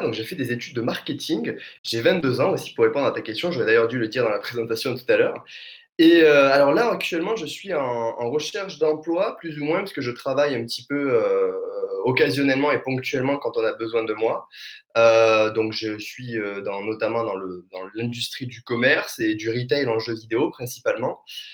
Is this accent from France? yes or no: yes; Alès, Occitanie, France; Je suis d'Alès, en fait, donc dans le Gard, donc forcément dans le sud de la France. Je pense que ça s'entendra et on me le dit assez souvent.